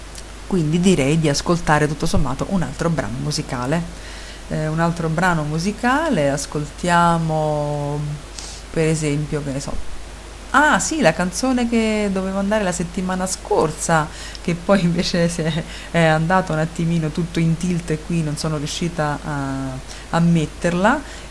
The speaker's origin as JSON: {"language": "Italian", "town": "Bologna", "region": "Emilia-Romagna", "country": "Italy", "said": "C'è anche un recapito telefonico 051, quindi sono di Bologna"}